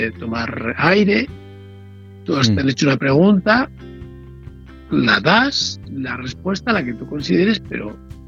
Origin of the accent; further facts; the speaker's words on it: Ávila, Castile and León, Spain; tú y yo somos de Ávila